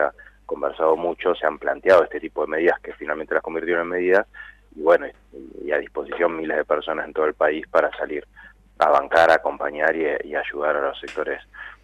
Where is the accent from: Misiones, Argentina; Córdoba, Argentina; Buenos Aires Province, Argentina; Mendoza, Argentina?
Buenos Aires Province, Argentina; La Plata; La inundación en La Plata, los que somos platenses